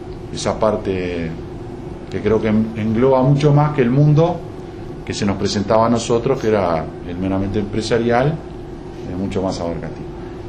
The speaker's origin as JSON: {"language": "Spanish", "country": "Uruguay", "said": "cómo es nuestro país o cómo somos los uruguayos"}